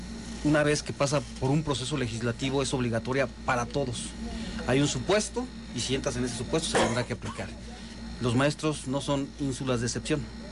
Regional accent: Michoacán, Mexico; somos michoacanos, queremos a Morelia, queremos a Michoacán, aquí nos vamos a quedar

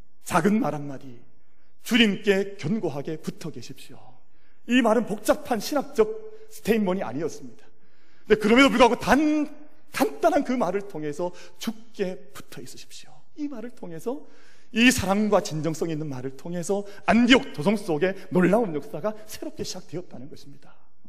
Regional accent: Gyeongsang, South Korea; 그래도 내가 경상도 남자 이러면 안 되지 참는 거예요

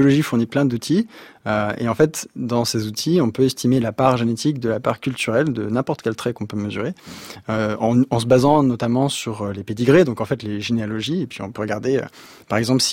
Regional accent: Sury-le-Comtal, Auvergne-Rhône-Alpes, France; on a grandi à Suril-Comtal dans la Loire et on était déjà un peu une famille particulière parce qu'on avait un bateau dans le jardin. La Loire c'est dans le Massif Central

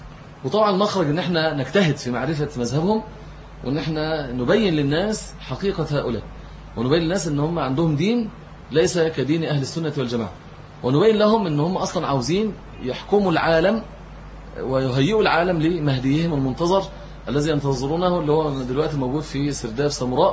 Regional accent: Egypt; يعني إحنا عندنا في مصر

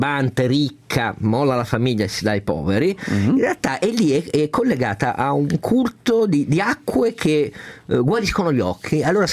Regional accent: Piedmont, Italy; anche perché io da piemontese prendo la mia

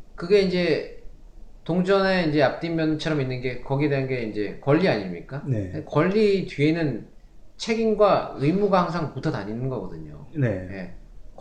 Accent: South Korea; 그거는 제가 대한민국 사람이기 때문에

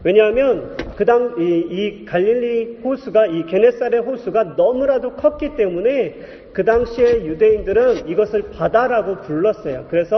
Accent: Yesan, South Chungcheong, South Korea; 그래서 제가 어렸을 때 충남 예산이라는 곳에서 살았습니다.

